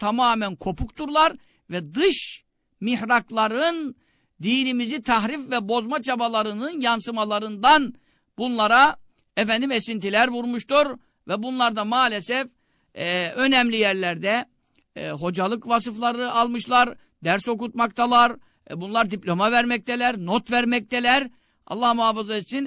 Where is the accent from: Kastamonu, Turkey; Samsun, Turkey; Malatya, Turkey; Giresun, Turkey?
Giresun, Turkey; Görele; Ama bak ben Karadenizliyim. Göreleliyim.